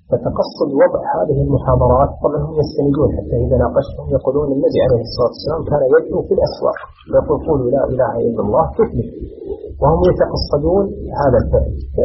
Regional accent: Suez, Suez Governorate, Egypt; عندنا في السويس هذه درجة كثيرة

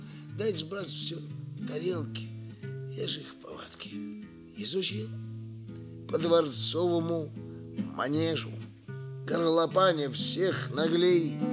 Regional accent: Moscow, Russia; И вот у меня это не потому, что я москвич.

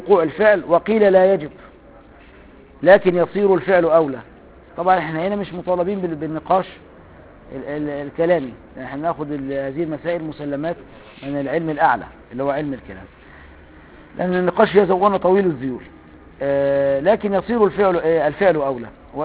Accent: Upper Egypt, Egypt; انا صعيدي برضه.

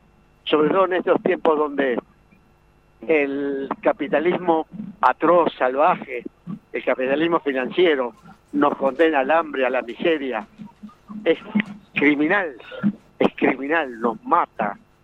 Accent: Uruguay; now in Bariloche, Argentina; Por supuesto, soy uruguayo, pero adoptado por Bariloche, hace 40 años que vivo acá.

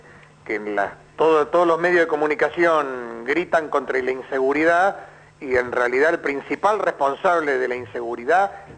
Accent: Buenos Aires, Argentina; Yo soy porteño, orgullosamente porteño

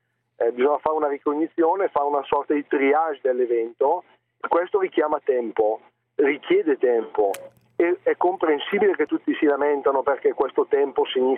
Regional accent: Lombardy, Italy; un comune della provincia, non sono proprio di Bergamo città.

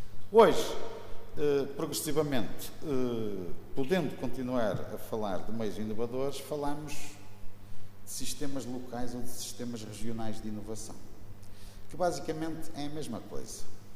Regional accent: Matosinhos, Norte, Portugal; born there; eu digo em todo o mundo que sou do Porto, mas na realidade nasci em Matosinhos, trabalho no Porto, moro em Matosinhos

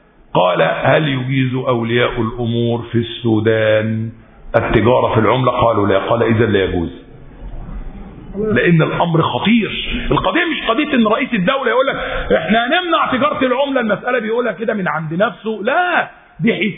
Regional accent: Egypt; أنا مصري مسلم مصري

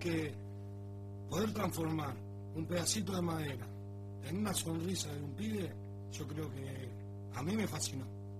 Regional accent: Uruguay; Sí, yo soy uruguayo.

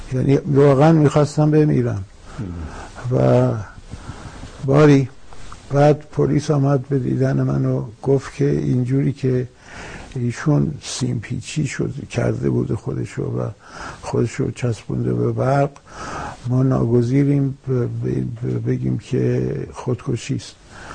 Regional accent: Iran; درسته که اکنون بیرون از ایران هستم، ولی به هر حال ایران با من، ایران در من، زبان فارسی میهن من است، من هر جو برم ایران با منه. تمام خوابهای من به فارسیه

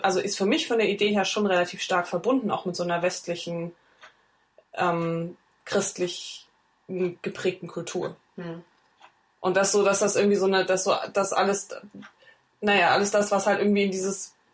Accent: East Germany, Germany; ich bin ja im Osten groß geworden, also zumindest in Teilen, da war das noch ein bisschen anders

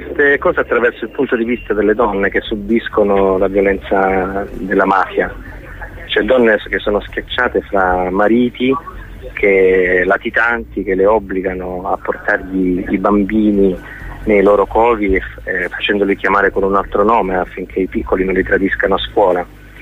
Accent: Calabria, Italy; io sono calabrese

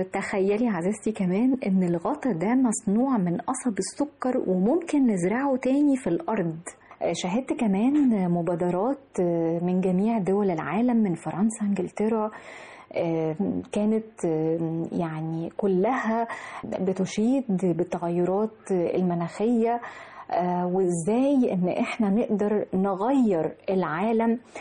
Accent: Egypt; ده فخر لنا جميعا كمصريين إن هذا العدد الهائل يكون عندنا في أرضنا مصر الحبيبة

